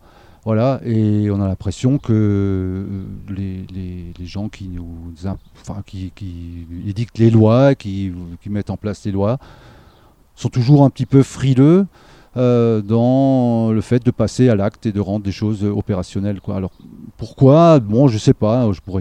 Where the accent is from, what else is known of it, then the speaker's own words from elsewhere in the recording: Grand Est, France; une formation agricole à la base, que j'ai fait en Alsace, hein, je suis alsacien d'origine, voilà, et puis fier de l'être